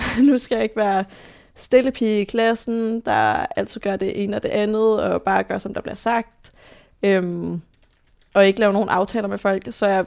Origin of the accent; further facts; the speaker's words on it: Roskilde, Zealand, Denmark; born there; Jeg blev født i 2001 på Halloween.